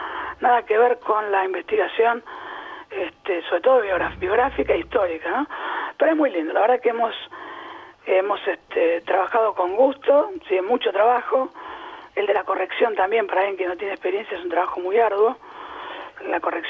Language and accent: Spanish; Buenos Aires, Argentina; born there; nací en Versalles, en Capital.